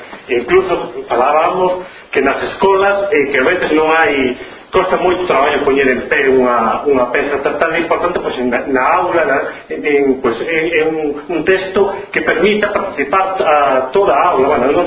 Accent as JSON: {"language": "Galician", "town": "Cedeira", "region": "Galicia", "country": "Spain", "said": "eu son de Cedeira, dunha vila ali do norte, cerca de San Andrés de Teixido"}